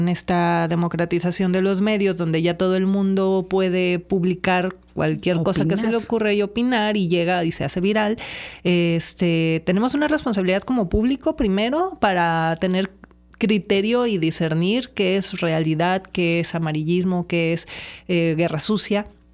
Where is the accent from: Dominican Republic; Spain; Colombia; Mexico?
Mexico; Colima; Yo crecí en Colima, que es un lugar muy pequeño